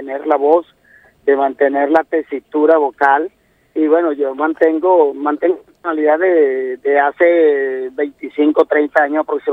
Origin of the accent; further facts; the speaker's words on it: Calabozo, Guárico, Venezuela; Hay un compromiso social con el pueblo de Calabozo, hay un compromiso social con mi tierra natal, con mi estado Guárico.